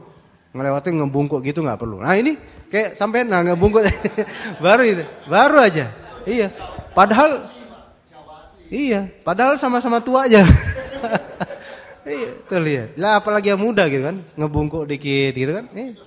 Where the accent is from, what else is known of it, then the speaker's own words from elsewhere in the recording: Java, Indonesia; Oh, enggak bisa, saya orang Jawa kok. Kan emang Pulau Jawa kan kayak gitu orang-orang.